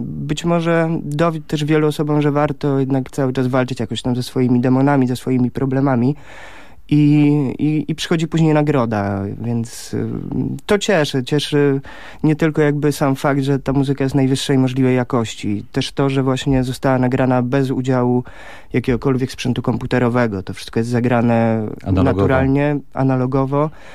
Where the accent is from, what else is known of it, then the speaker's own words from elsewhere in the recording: Warsaw, Masovian Voivodeship, Poland; po pierwsze jestem warszawiakiem